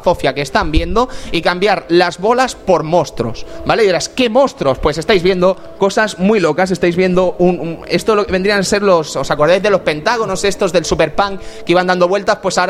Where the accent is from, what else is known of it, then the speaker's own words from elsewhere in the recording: Fuencaliente, Spain; en Fuencaliente, en mi pueblo, este juego estuvo casi todo el verano metido allí